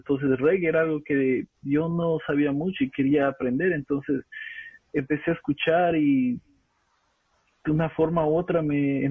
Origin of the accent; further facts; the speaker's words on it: Quito, Pichincha, Ecuador; una banda de reggae de donde soy yo, de Quito